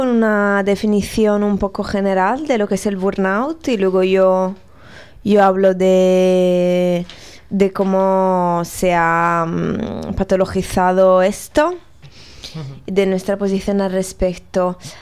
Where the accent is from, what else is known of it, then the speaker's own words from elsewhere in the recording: Italy; Yo soy italiana, así que yo ya pasé por algo muy parecido